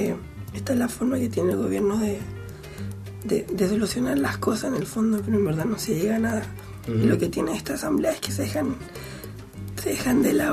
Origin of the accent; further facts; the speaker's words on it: Chile; now in Buenos Aires, Argentina; hay una actividad en como chileno en Buenos Aires